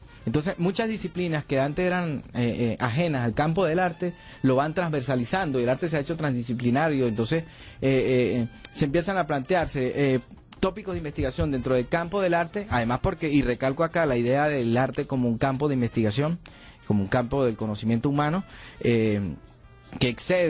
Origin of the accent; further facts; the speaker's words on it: La Fría, Táchira, Venezuela; una suerte de mito fundacional del pueblo en el cual yo nací. Yo soy de La Frida, del estado Táchira, al sur del lago de Maracaibo.